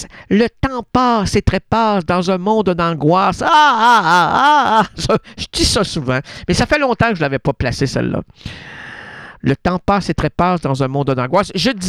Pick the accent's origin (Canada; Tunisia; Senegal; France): Canada; Quebec City, Quebec; parce que je suis un Québécois de Québec, de Laval.